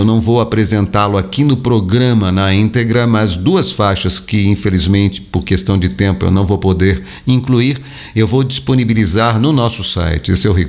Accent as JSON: {"language": "Portuguese", "region": "São Paulo", "country": "Brazil", "tie": "born or raised there", "lives_now": "Minas Gerais, Brazil", "said": "eu não sou mineiro, mas sou mineiro de coração. Sou natural de São Paulo, capital, mas já me integrei à vida aqui da região e acho que sou mais mineiro do que qualquer mineiro. Não saio daqui mais."}